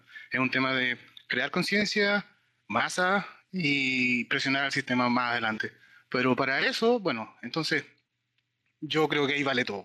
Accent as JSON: {"language": "Spanish", "town": "Santiago", "region": "Santiago Metropolitan", "country": "Chile", "said": "De Santiago, La Conde."}